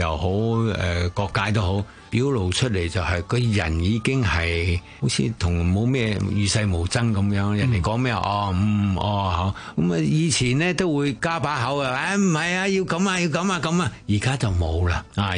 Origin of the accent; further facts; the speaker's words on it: Guangdong, China; 就佢哋唔知道我係廣東人嚟嘅